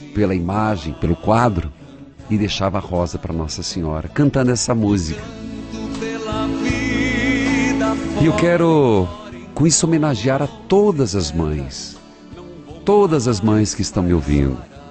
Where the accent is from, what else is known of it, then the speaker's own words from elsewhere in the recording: Paraíso do Norte, Paraná, Brazil; lá na minha cidade, Paraíso do Norte.